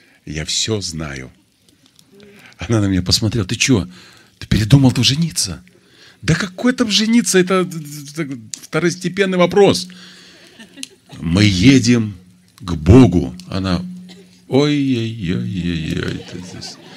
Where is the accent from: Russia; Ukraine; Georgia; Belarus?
Belarus; Я, говорю, с Белоруссии приехал и знаю, а вы не знаете.